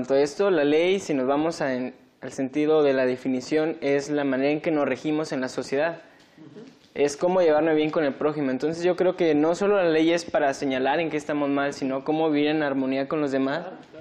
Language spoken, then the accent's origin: Spanish; Tuxpan, Veracruz, Mexico; Soy de Tuxpan, Veracruz. Se le conoce como el puerto de los bellos atardeceres.